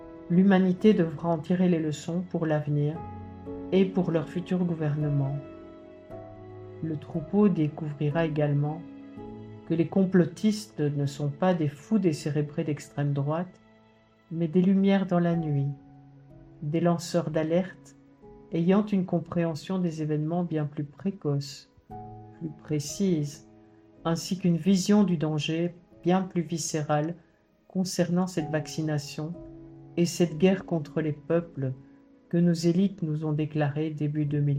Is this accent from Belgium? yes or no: yes; Belgium; Et cela aura une incidence jusque chez nous en Belgique